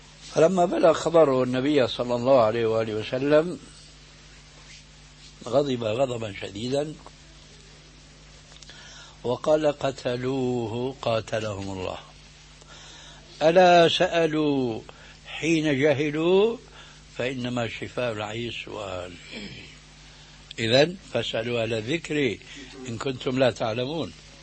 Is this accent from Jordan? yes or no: no; Syria; لكن كما يقولون عندنا في الشام بدها زكتار